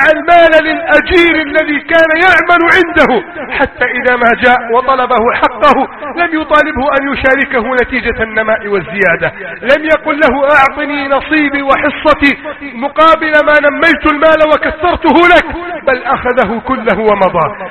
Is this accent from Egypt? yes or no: yes; Egypt; اللهم احفظ بلدنا مصر وسائر بلاد المسلمين، اللهم اجعل مصرنا سخاء الرخاء وسائر بلاد المسلمين